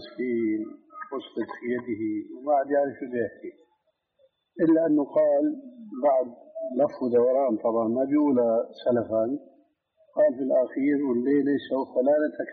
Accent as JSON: {"language": "Arabic", "town": "Damascus", "region": "Damascus Governorate", "country": "Syria", "said": "قال لي ناس عندنا في دمشق"}